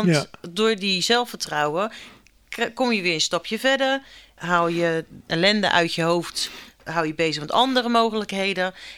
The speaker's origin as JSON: {"language": "Dutch", "town": "Rotterdam", "region": "South Holland", "country": "Netherlands", "said": "Ja, ik ben een Rotterdammer."}